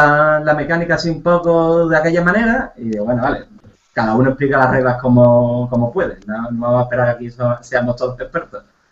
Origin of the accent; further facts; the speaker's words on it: Seville, Andalusia, Spain; Para mí es Troyes de toda la vida y con la S aspirada, como buen sevillano.